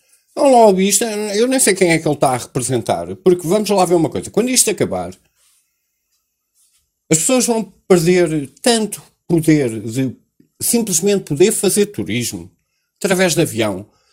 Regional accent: Portugal; eu sou português

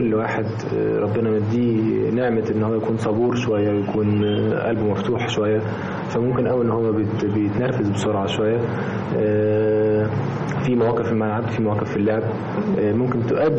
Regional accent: Egypt; ان احنا كمصريين وكشعب طيب وشعب عاطفي سكتنا

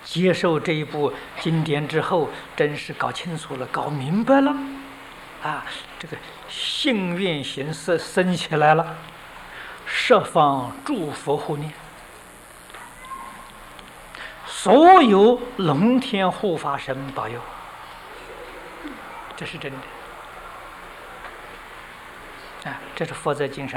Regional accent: China; 就是我们中国人讲的禅宗

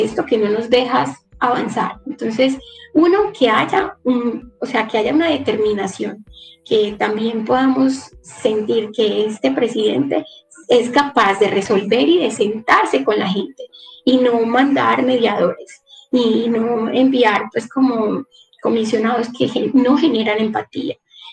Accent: Antioquia, Colombia; en Caucasia, que es uno de los municipios de la región de la que, de donde yo vengo, del Bajo Cauca

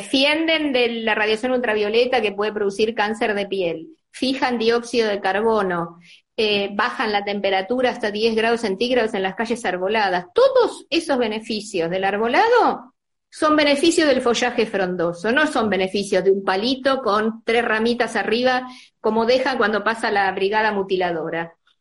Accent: Argentina; born there; A mí me tocó acá, porque bueno, es la ciudad donde yo nací, viví, salvo mi infancia y adolescencia

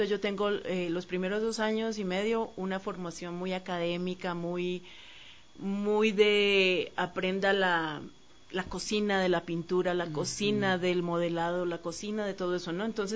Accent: Cali, Valle del Cauca, Colombia; nací en Cali, clima caliente, muy fuerte, la música

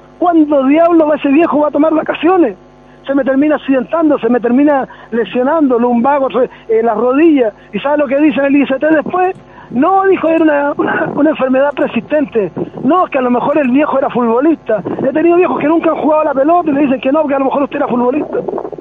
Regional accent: Chile; somos portuarios, somos dignos, somos chilenos, pero somos los chilenos de verdad.

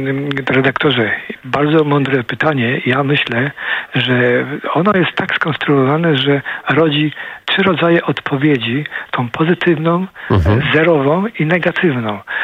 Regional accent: Poznań, Greater Poland Voivodeship, Poland; also born or lived in Ottawa / Vancouver; now in Gdynia, Poland; No jestem poznaniakiem, urodziłem się w Poznaniu, mam całą rodzinę w Poznaniu.

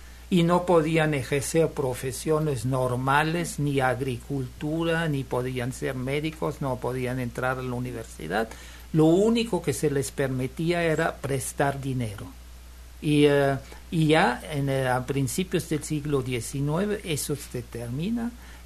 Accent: Rhineland-Palatinate, Germany; born there; Spanish is a second language; Yo nací en Alemania.

